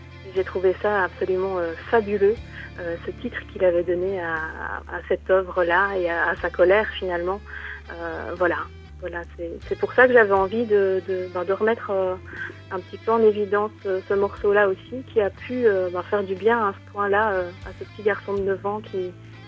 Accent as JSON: {"language": "French", "country": "Belgium", "said": "Je suis belge également, oui."}